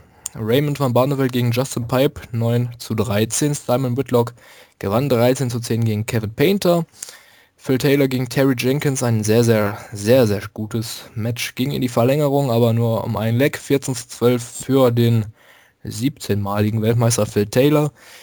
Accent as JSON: {"language": "German", "town": "Bottrop", "region": "North Rhine-Westphalia", "country": "Germany", "tie": "born or raised there", "said": "Ausgetragen in Blackpool, was übrigens die Partnerstadt meiner Heimatstadt Bottrop ist"}